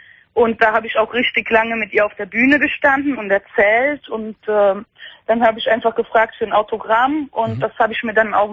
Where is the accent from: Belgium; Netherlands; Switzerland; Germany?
Belgium; Nee, das ist eine Deutsche, aber ich bin Belgierin.